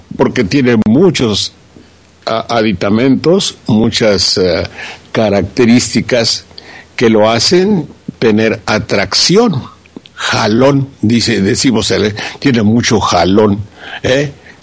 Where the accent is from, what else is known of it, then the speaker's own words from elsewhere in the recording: Veracruz, Mexico; yo soy un ranchero de Veracruz